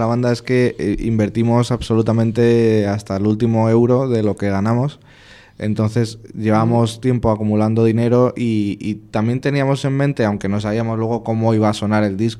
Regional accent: Madrid, Community of Madrid, Spain; pues nosotros que somos de Madrid, si grabamos en Madrid, pues grabamos a las 8

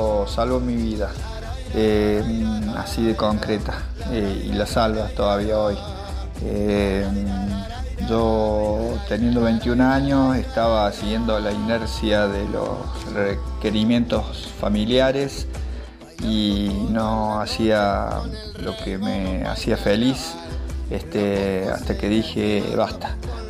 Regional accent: Córdoba, Argentina; now in Agua de Oro, Argentina; de Agua de Oro, vivo en Agua de Oro ya hace más de 20 años, soy de la ciudad de Córdoba

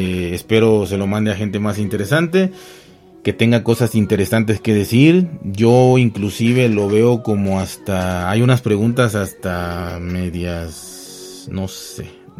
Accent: Mexico; Como buen mexicano, consumía yo, no mucho, pero sí moderadamente YouTube.

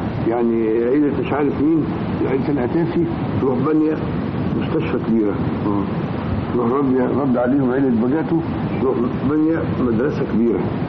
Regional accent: Egypt; ان انا خرجت من مصر

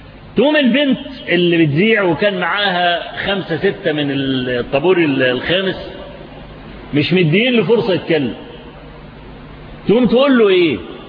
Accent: Egypt; ان الفضائيات عندنا في مصر فتحت تونس

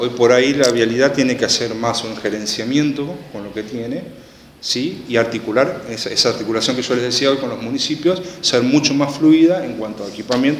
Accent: General Alvear, Buenos Aires Province, Argentina; La zona sexta es General Alvear, de donde soy oriundo

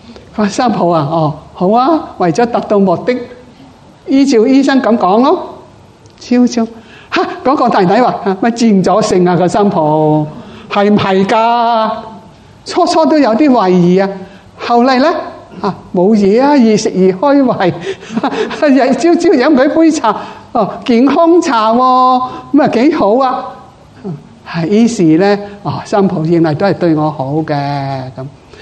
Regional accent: China; 我哋中国人唔会做到嘅，外国人系好好啊。

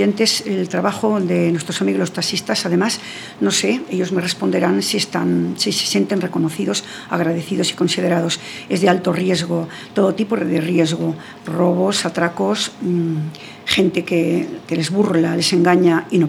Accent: Rabanera del Pinar, Castile and León, Spain; hubo toda una peregrinación de taxistas de España entera hasta mi pueblo, Rabanera del Pinar, salió en televisión

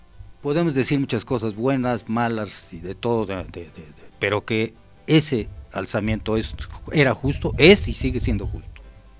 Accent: Mexico

